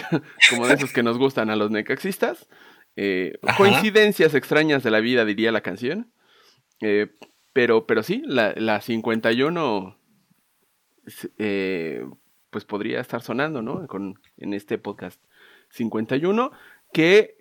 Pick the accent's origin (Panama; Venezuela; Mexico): Mexico; Mexico City; now in Aguascalientes, Mexico; Acá, pues siempre hacía mucho orgullo si les digo que soy chilango. Y allá, pues ya les digo que ya también soy medio hidrocálido.